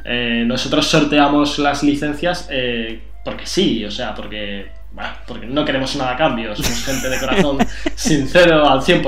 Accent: Catalonia, Spain; Oye, que soy catalán, un poquito de que me duele el pagar, me escuece.

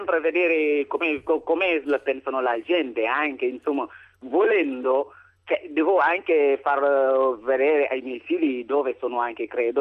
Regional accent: Senegal; Sono senegalese.

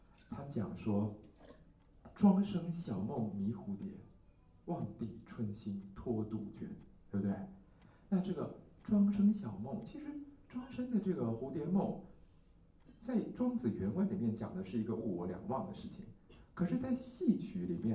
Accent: Taiwan; 可是因为我们台湾是相思树的产地，所以我们台湾人知道说相思树是很毒的

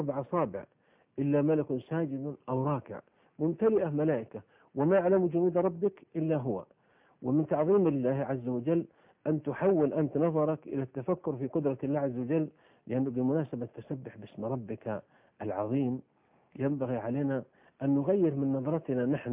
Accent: Saudi Arabia; عندنا في السعودية قبل 3 سنوات في البر

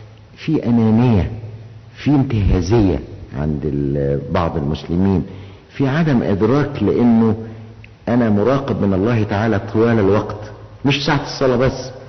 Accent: Egypt; احنا عندنا في مصر تعبير شعبي بيقول ايه؟

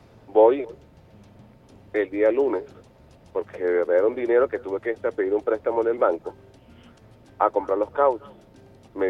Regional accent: Venezuela; Entonces, no es que nosotros como venezolanos, revolucionarios, no creamos en las acciones

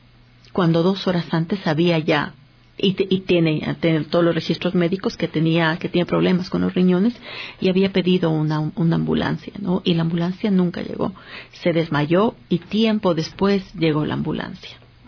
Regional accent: Ecuador; porque somos ecuatorianos, somos ecuatorianas

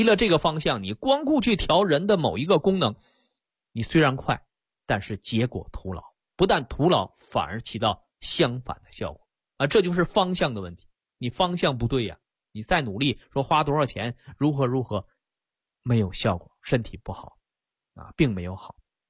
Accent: China; 虽然我是中医人，虽然我是中国人啊

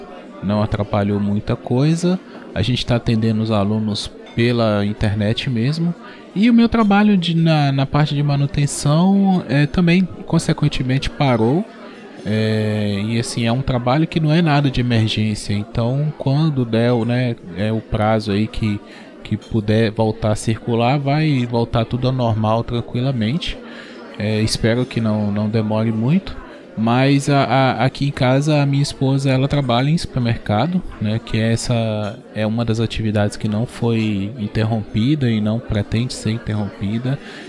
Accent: Governador Valadares, Minas Gerais, Brazil; Eu tô em Governador Valadares, né? Minha cidade natal.

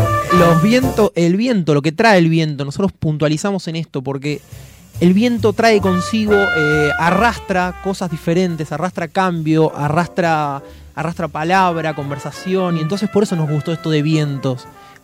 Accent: Bernal, Buenos Aires Province, Argentina; yo recuerdo siempre cuando de chico, en Bernal me acuerdo más precisamente, jugábamos a la escondida hasta que se hacía de noche

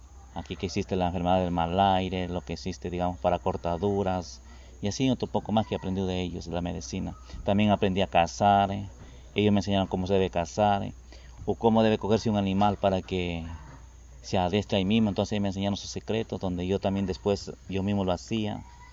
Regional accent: Salinas, Santa Elena, Ecuador; also born or lived in El Oro; yo me digo que soy de Salinas, de las Salinas, porque yo llegué a vivir de 7 años ahí. Yo soy de la costa, de la provincia del Oro

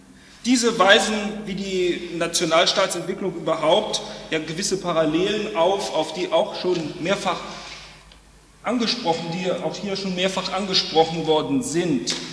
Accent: Düsseldorf, North Rhine-Westphalia, Germany; Das Denkmal, das Sie dort oben an die Wand geworfen sehen, steht in meiner Heimatstadt Düsseldorf am Rand eines großen Platzes.

